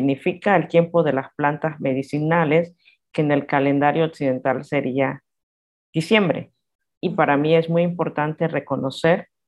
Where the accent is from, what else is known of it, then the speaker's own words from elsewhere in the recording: Datnacuedupir, Guna Yala, Panama; Y yo soy originaria de Datnacuedupir. Mi mamá es de esa isla, que significa en el castellano, donde nace el sol.